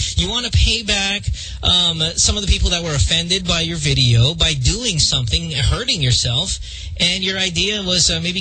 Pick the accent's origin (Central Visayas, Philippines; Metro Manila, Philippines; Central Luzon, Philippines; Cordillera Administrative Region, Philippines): Central Luzon, Philippines; I remember growing up in Bulacan in the barangay